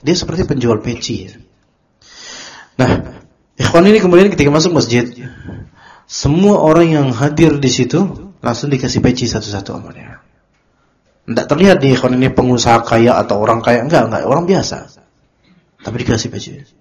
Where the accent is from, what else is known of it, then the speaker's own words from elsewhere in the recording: Java, Indonesia; Ternyata karakter di sana beda dengan karakter kita orang Pulau Jawa